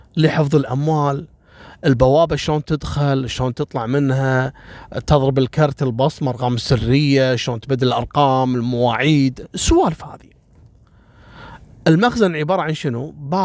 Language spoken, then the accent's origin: Arabic; Kuwait